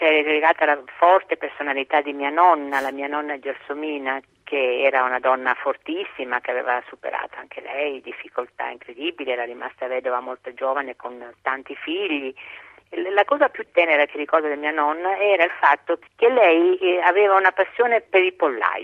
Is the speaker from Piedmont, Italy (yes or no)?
no; Rionero in Vulture, Basilicata, Italy; born there; Sono nata a Rio Nero in Vulture, in Basilicata, un paesino